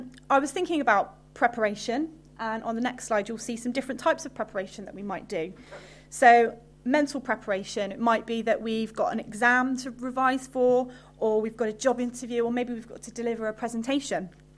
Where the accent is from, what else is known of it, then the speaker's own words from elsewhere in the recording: Henbury, South West England, United Kingdom; I used to come here to this church when I was younger, and I grew up in Henbury. I went to Henbury School, so I'm a local girl.